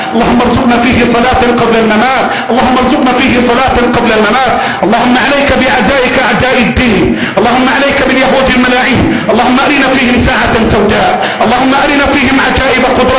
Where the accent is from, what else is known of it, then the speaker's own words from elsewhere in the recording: Egypt; اللهم احفظ بلدنا مصر، اللهم احفظ بلدنا مصر